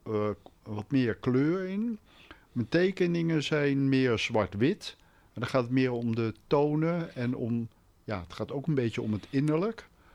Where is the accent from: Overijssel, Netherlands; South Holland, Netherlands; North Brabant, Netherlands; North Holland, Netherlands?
South Holland, Netherlands; The Hague; born there; ja, ik ben geboren in Den Haag.